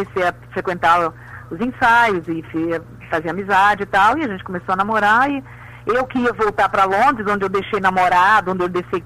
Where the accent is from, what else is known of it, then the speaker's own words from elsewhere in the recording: Rio de Janeiro, Brazil; born there; no Penha, no subúrbio do Rio de Janeiro, meus pais moravam em cima do Cine Vaz Lobo